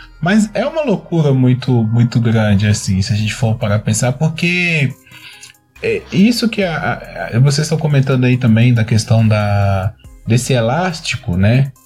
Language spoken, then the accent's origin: Portuguese; Minas Gerais, Brazil; Eu sou do interior de Minas Gerais, gente. Aqui o povo é sistemático mesmo.